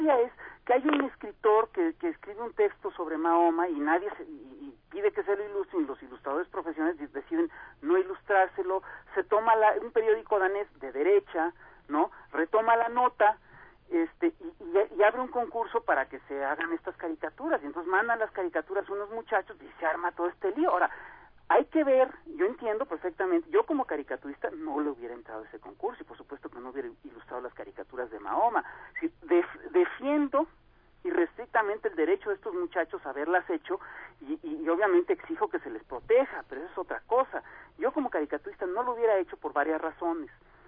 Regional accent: Mexico; Pero es una cosa que yo como caricaturista mexicano tengo que ganar desde aquí.

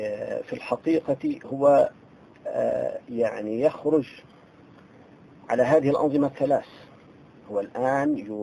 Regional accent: Syria; في مصر بيسموهم بلطجية، نحن عندنا في سوريا بيسموهم الهمشرية

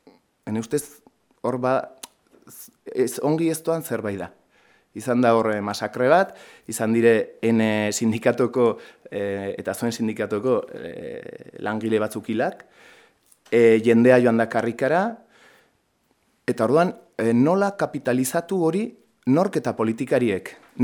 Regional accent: Pamplona, Navarre, Spain; ni Iruñetik heldu naiz erran bezala, orduan, Iruñan Espainiako legeriaren menpe gara

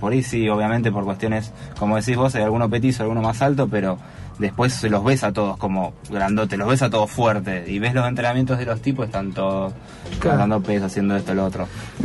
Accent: Argentina; por lo dementes que somos todos los argentinos con el fútbol

